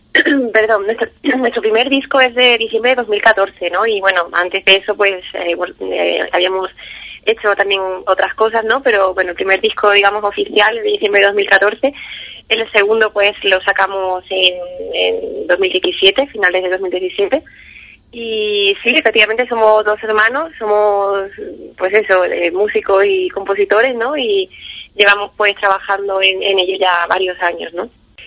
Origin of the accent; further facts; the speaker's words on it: San Fernando, Andalusia, Spain; Sí, somos de San Fernando, Cádiz, y bueno, de aquí de la provincia